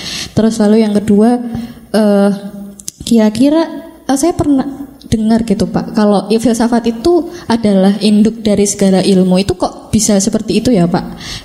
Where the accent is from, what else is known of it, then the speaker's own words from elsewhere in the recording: Yogyakarta, Special Region of Yogyakarta, Indonesia; asalnya dari Jogja.